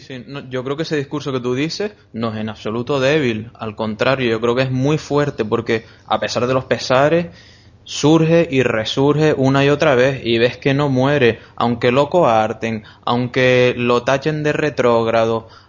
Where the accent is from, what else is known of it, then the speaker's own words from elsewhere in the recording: Canary Islands, Spain; Y luego somos canarios abiertos al mundo.